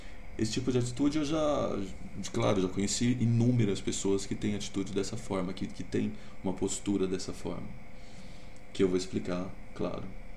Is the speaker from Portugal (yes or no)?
no; Ribeirão Preto, São Paulo, Brazil; also born or lived in Rondônia; now in Campinas, Brazil; Eu não sou daqui, de Campinas, que é onde eu estou morando agora. Eu sou de Rondônia, nasci lá. Logo pequeno fui morar em Ribeirão Preto com a minha avó